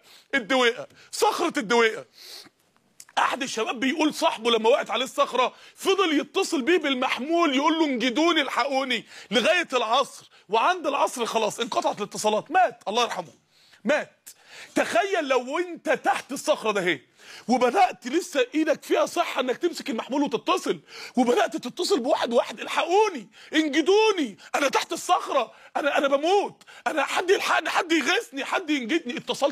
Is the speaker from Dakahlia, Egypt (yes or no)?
yes; Mansoura, Dakahlia, Egypt; عندنا في المنصورة رسالة للصالح قبل الفاسد